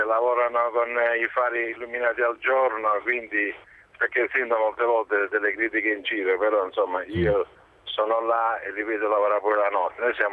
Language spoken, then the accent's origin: Italian; L'Aquila, Abruzzo, Italy; io sono ospite della provincia di Teramo, ma sono aquilano, sono prossimo ad avere la casa a Bazzara